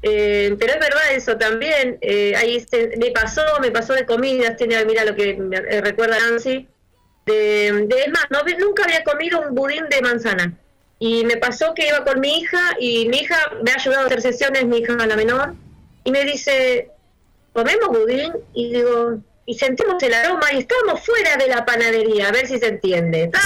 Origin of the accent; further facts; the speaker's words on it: Argentina; En mi caso, soy bien argentina y hablo, ya no voy a andar imitando acentos.